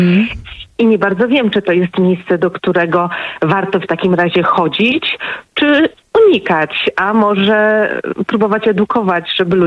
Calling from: Tychy, Silesian Voivodeship, Poland; Nie, ja z Tychów.

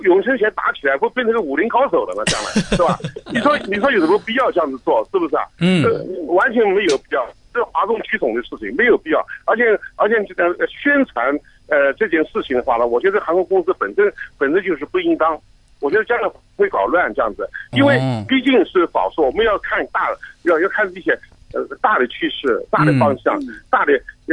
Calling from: Hong Kong; 我在香港。

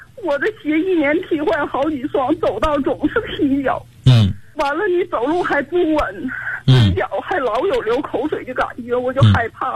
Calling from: Tai'an, Shandong, China; 我是泰安离心学员。

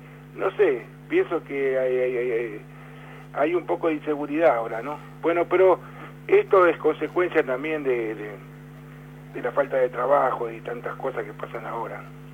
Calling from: Berazategui, Buenos Aires Province, Argentina; de Berazategui, es obrero vidriero.

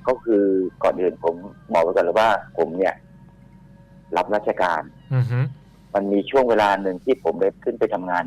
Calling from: Sattahip, Chonburi, Thailand; อำเภอสัตหีบจังหวัดชลบุรีครับ

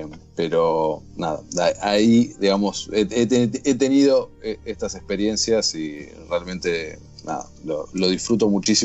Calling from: Buenos Aires, Argentina; Estoy hablando de Argentina, Buenos Aires, por si no se notó mi acento.

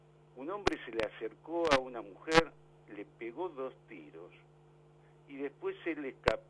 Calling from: San Fernando, Buenos Aires Province, Argentina; de San Fernando.

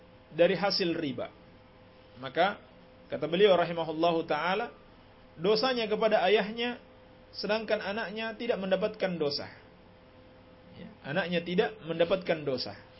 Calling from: Bima, West Nusa Tenggara, Indonesia; Saya dari Kota Bima, Pak Ustaz. Saya mau menanyakan, di sekitar kampung kita ini, kala ada upacara maulid

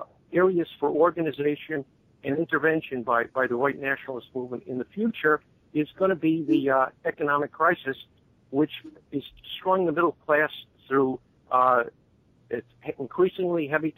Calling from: Florida, United States; down here in Florida.

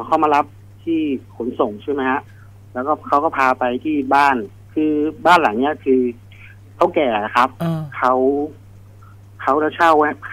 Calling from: Bang Saen, Chonburi, Thailand; บางแสนครับผม

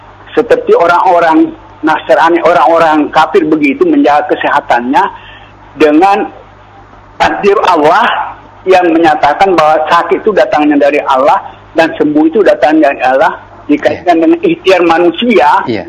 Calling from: Palu, Central Sulawesi, Indonesia; dari Palu.

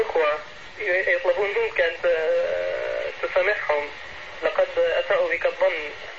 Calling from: Libya; أخي من ليبيا أنا أتكلم.

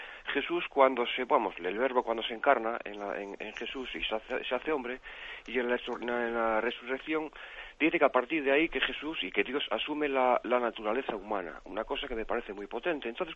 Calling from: Pontevedra, Galicia, Spain; de Pontevedra.

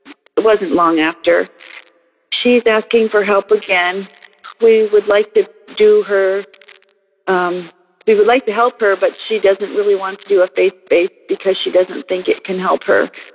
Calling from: Michigan, United States; I'm calling from Michigan.

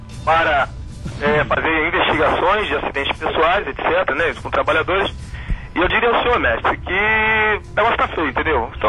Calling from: Rio de Janeiro, Brazil; sou aqui do Rio de Janeiro.

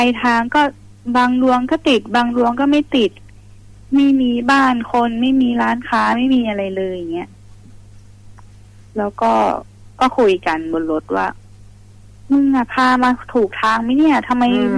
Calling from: Sai Noi, Nonthaburi, Thailand; อยู่ไซน้อยค่ะนนทบุรี

